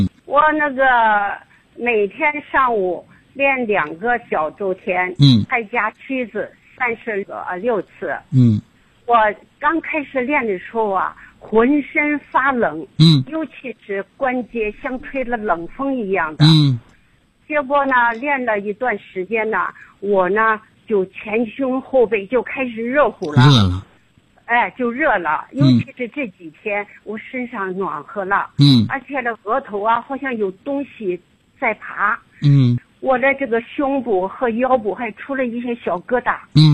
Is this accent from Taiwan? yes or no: no; Nanjing, Jiangsu, China; 我是南京人。